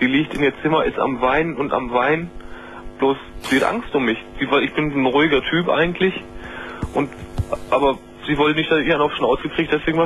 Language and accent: German; Essen, North Rhine-Westphalia, Germany; Die hängen da alle ein bei uns hier in Essen. Ich komme aus Essen.